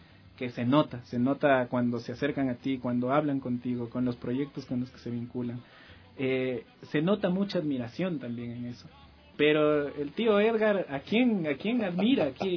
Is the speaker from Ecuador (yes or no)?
yes; Ecuador; que todos comemos plátano y somos ecuatorianos por eso